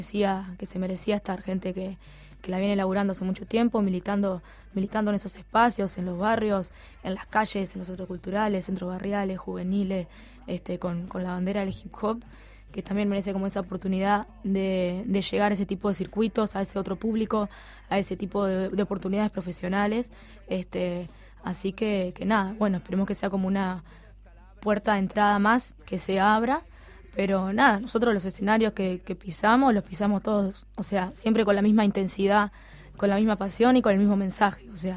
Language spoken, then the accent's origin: Spanish; Toledo, Canelones, Uruguay; Yo soy de Toledo, soy del interior.